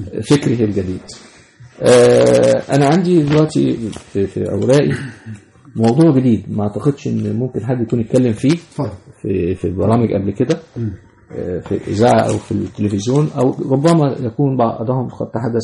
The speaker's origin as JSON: {"language": "Arabic", "country": "Egypt", "said": "فالمثال مثلا عندنا في مصر هنا عربية المترو"}